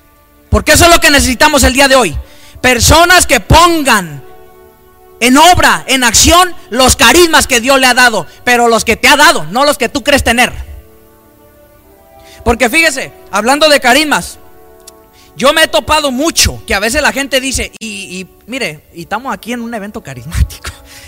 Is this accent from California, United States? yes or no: yes; California, United States; en mi tierra, en California, ¿verdad? En Los Ángeles, por allá en el área de San Bernardino.